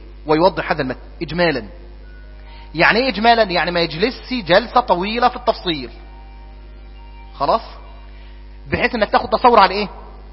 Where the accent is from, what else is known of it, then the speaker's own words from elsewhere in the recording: Egypt; ونحن كطابع مصري نحب جدا الفقه المدلل